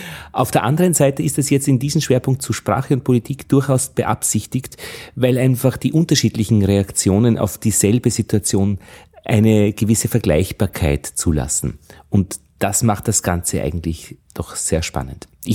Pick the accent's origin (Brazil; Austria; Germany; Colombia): Austria; So als Österreicher ist es ja gar nicht selbstverständlich